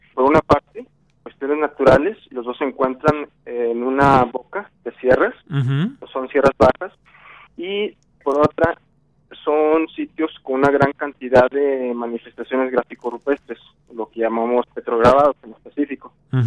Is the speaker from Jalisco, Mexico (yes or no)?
no; Valparaíso, Zacatecas, Mexico; Bueno, yo soy de Valparaíso, Zacatecas.